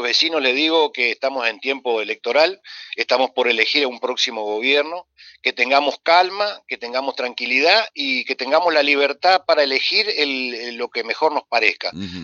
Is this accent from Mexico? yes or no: no; Concordia, Entre Ríos, Argentina; somos argentinos y concordienses y entrerrianos